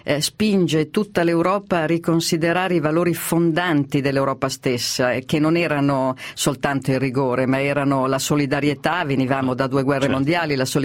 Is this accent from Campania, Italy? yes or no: no; Milan, Lombardy, Italy; Mi piacerebbe molto, sono milanese.